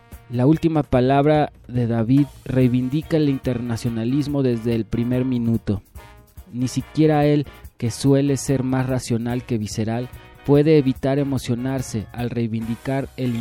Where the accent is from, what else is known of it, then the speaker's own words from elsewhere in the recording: Basque Country, Spain; Nuestros derechos, como vascos y como personas, fueron vulnerados hace ya más de 5 años